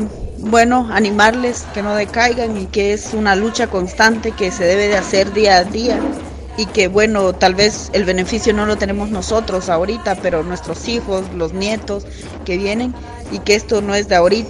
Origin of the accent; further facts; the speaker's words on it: Nuevo Horizonte, Petén, Guatemala; vengo de la comunidad de Nuevo Horizonte, está ubicada en el departamento de Petén, en Guatemala.